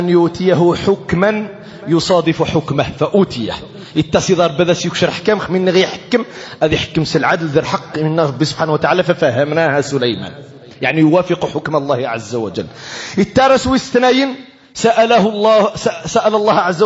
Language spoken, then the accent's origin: Arabic; Morocco; وعلينا كمغاربة عليكم أيها المغاربة أن تعلموا أولادكم